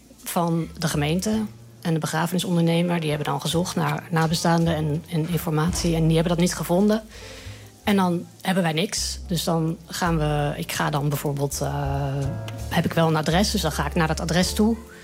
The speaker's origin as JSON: {"language": "Dutch", "town": "Apeldoorn", "region": "Gelderland", "country": "Netherlands", "tie": "born or raised there", "said": "Hoewel de omgeving van Apeldoorn natuurlijk schitterend is."}